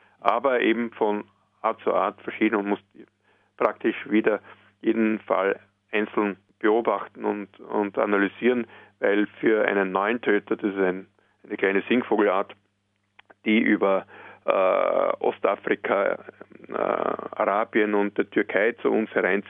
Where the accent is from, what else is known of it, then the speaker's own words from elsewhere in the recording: Austria; bei uns in Österreich sogar von Bundesland zu Bundesland unterschiedlich